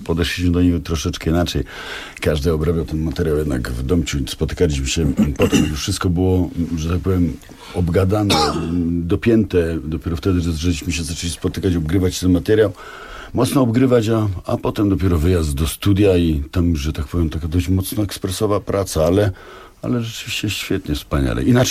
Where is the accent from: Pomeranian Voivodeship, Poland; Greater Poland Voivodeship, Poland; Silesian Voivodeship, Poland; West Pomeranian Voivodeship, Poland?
Silesian Voivodeship, Poland; żeby było wiadomo, że my, Ślązacy, zrobiliśmy te utwory